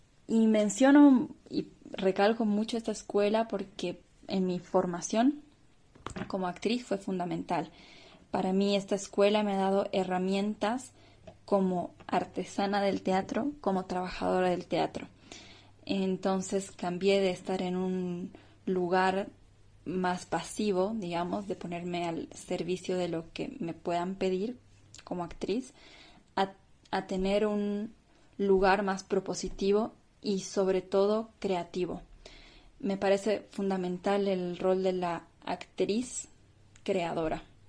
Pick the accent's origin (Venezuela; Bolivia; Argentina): Bolivia; soy actriz, soy boliviana, ahora mismo les hablo desde la ciudad de La Paz, en Bolivia.